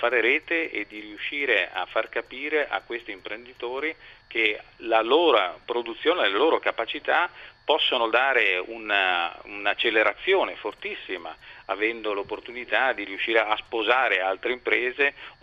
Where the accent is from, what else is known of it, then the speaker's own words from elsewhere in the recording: Veneto, Italy; io sono veneto, vengo dal Veneto, è un paese, una parte d'Italia che ha subito moltissimo la crisi, il cambiamento e che sta reagendo